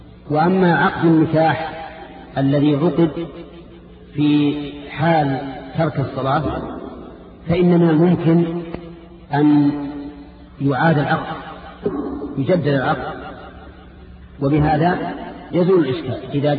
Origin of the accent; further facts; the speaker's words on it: Najd, Saudi Arabia; عندنا في نجد يقول فلان الفلان